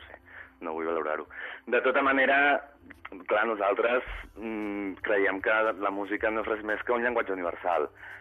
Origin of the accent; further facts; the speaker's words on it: Barcelona, Catalonia, Spain; born there; jo he nascut a Barcelona i jo penso en català, m'expreso en català